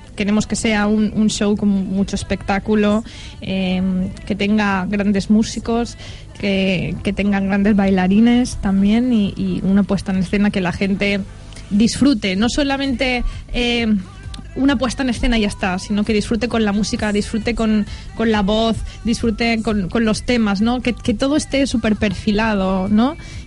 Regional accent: Benigànim, Valencian Community, Spain; ahora mismo estoy viviendo en Benigànim, que es mi pueblo, en casa de mis padres.

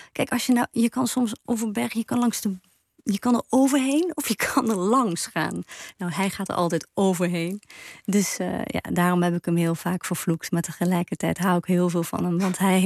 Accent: Ghent, Flanders, Belgium; Ik ben opgegroeid in België en dat is altijd wel mij ingeprent van wees vooral bescheiden. Of zoals we in Gent zeggen, geen een dikke nek krijgen.

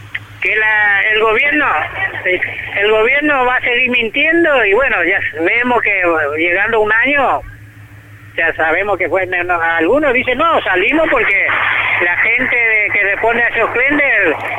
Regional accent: Paraguay; Yo vengo de Paraguay

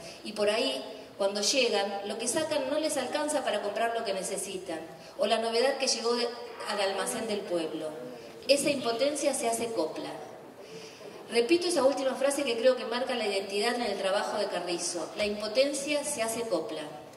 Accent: Argentina; para los que somos argentinos

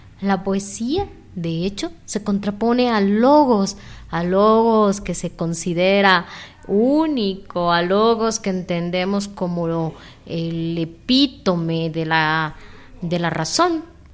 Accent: Mexico; now in Guatemala; soy mexicana. Llevo varios años viviendo en Centroamérica y bueno, la vida y la voluntad me trajo aquí a Guatemala y pues casi tengo 5 años viviendo aquí.

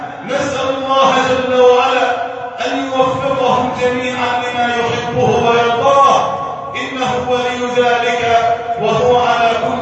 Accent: Egypt; يا ربنا احفظ بلدنا مصر واجعلها بلدا امنا امانا

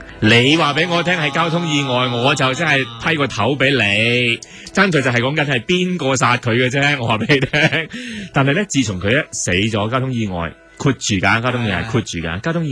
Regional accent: Hong Kong; 北京人同我哋香港人系有好唔同嘅地方

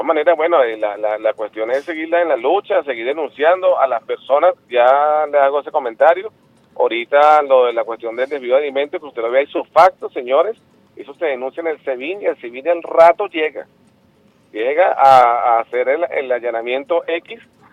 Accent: Venezuela; y se lo digo como venezolano

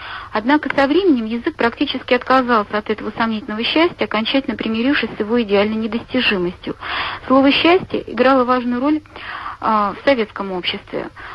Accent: Nizhny Novgorod, Nizhny Novgorod Oblast, Russia; я из Нижнего Новгорода.

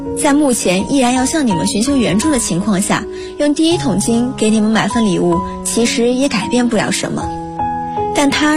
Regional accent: Hengyang, Hunan, China; now in Nanjing, China; 来自湖南衡阳。我在南京大学，距离我的家乡1076公里，这是我写给爸妈的信。

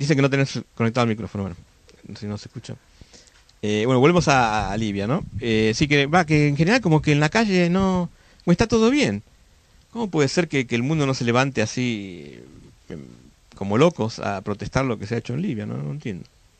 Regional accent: Patagonia, Argentina; somos así, gauchos patagónicos, viste, así nos sale.

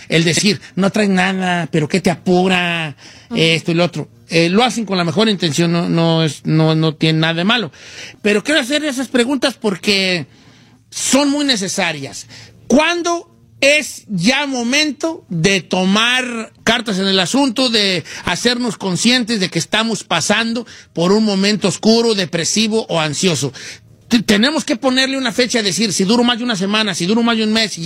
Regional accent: Mexico; Como latinos, como machos mexicanos, nunca se enseña a gestionar nuestras emociones.

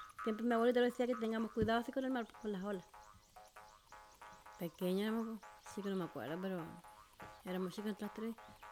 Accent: Bonifacio, Los Ríos, Chile; tengo 49 años. Yo nací en Bonifacio, me crié con mi abuelita, ya me crié con mi abuela, mis primos, mi hermano y tío. Allá fue, ahí está mi raíz.

